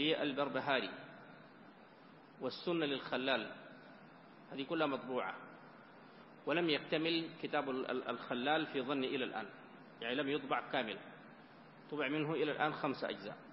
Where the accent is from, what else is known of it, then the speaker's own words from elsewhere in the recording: Sudan; وإن كان بلدنا السودان يعني فقيرا من مثل هذه المخطوطات إلى القليل